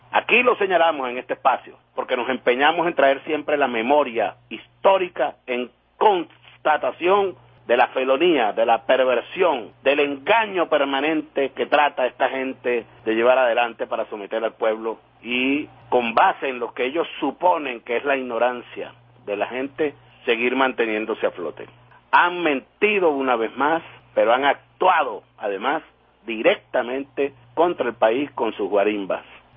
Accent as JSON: {"language": "Spanish", "country": "Venezuela", "said": "nos gusta, como venezolanas y venezolanos, amanecer sin guarimbas."}